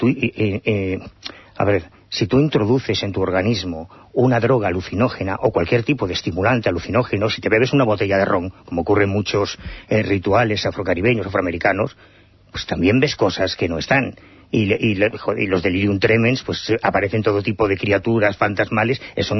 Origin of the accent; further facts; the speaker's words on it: Galicia, Spain; Ya, pues yo no creo en ellos, soy gallego.